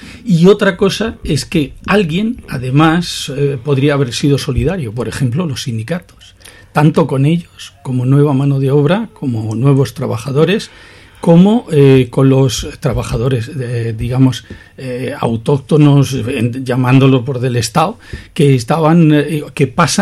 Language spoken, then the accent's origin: Spanish; Cartagena, Region of Murcia, Spain; como iban también gente de mi tierra, de allí del campo de Cartagena, a Suiza, a Alemania o tal